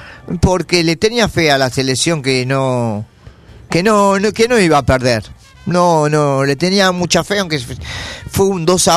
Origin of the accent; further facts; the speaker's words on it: Argentina; como todo como todo argentino que somos